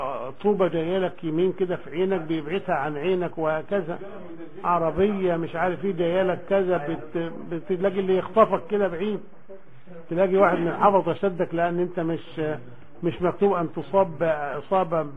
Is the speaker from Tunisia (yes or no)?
no; Egypt; احنا عندنا في مصر كذا وكذا وكذا وكذا الى اخره